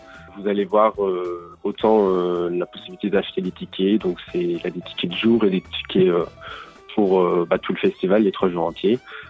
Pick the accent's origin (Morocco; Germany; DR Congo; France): Germany; Hemmersdorf, Saarland; de diversité qui se mélange chez nous à Hemmersdorf